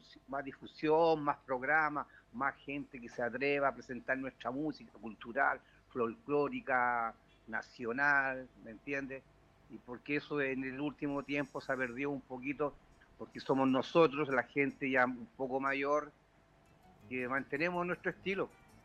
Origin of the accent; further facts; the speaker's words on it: Puente Alto, Santiago Metropolitan Region, Chile; Esa música que tanto nos encanta, bueno, como puentealtino, como chileno